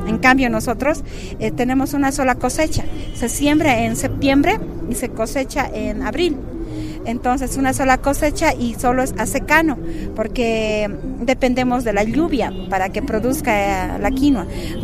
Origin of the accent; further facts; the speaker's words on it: Bolivia; Sin embargo, somos los bolivianos que producimos